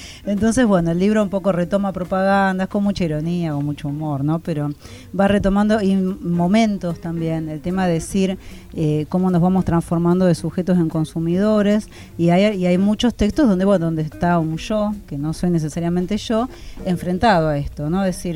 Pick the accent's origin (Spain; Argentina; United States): Argentina; Nosotros como argentinos sabemos que el siglo XX